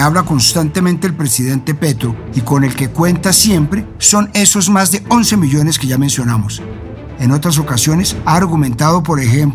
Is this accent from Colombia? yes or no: yes; Colombia; Yo me quedo con que el pueblo somos todos los colombianos